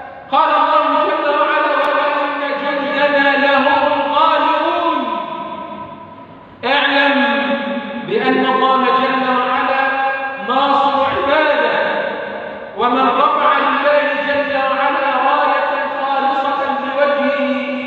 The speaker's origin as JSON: {"language": "Arabic", "country": "Egypt", "said": "اللهم اجعل بلدنا مصر أمنا أمانا"}